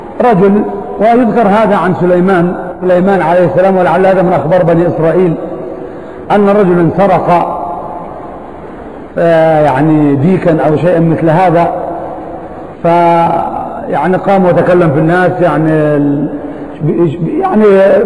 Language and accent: Arabic; Algeria; والآن عندنا في الجزائر فتنة